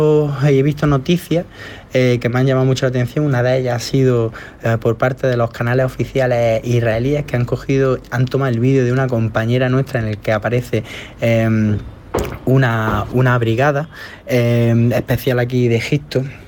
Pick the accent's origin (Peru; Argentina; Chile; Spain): Spain; Nosotros, pues bueno, aquí diciendo que somos ciudadanos españoles